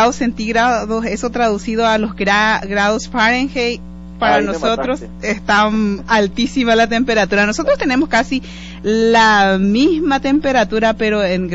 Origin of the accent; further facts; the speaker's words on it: Paraguay; now in United States; vamos a tener en la Unión Americana como paraguayos